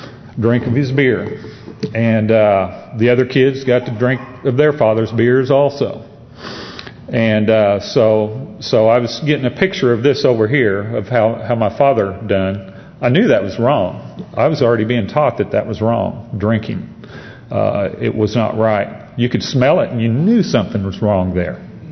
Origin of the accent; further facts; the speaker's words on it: Branson, Missouri, United States; I grew up in Branson, Missouri, and Branson, Missouri had a four-way stop when I grew up there, and that was it.